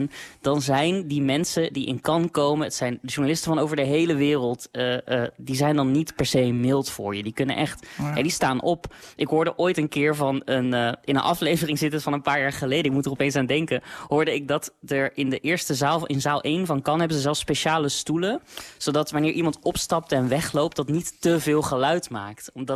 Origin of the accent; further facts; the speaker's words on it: Netherlands; Ik focus me met die podcast heel erg op wat wij als Nederlanders daar te zoeken hebben.